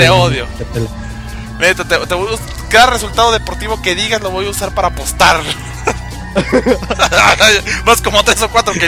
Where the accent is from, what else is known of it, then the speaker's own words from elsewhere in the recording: northern Mexico, Mexico; yo soy norteño. Yo soy bien norteño, más norteño que la tortilla de harina y la machaca con huevo, pelado.